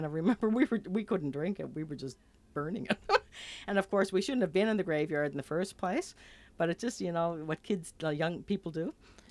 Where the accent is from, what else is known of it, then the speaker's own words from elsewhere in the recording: Charlottetown, Prince Edward Island, Canada; Well, my story, I think back to growing up in Charlottetown. And of course, Charlottetown's bigger than it used to be. But I left at age 21 and came back at 29